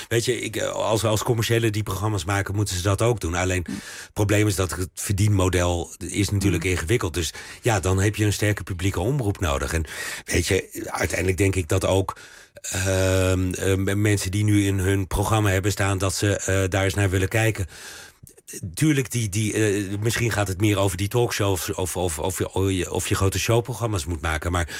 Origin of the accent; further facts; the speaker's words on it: Belgium; Dat is ook waar je als Belg heel erg over verbaast.